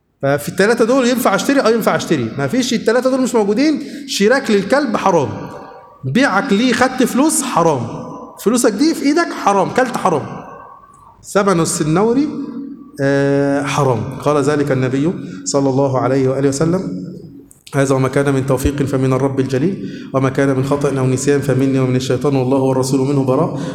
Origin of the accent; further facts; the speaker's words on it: Suez, Suez Governorate, Egypt; والله حصل عندنا في السويس